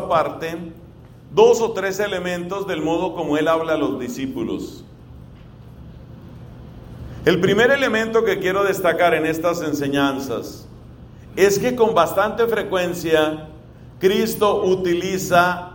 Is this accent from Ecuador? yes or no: no; Colombia; que yo la he oído muchas veces en mi país. Tal vez usted la haya escuchado también aquí.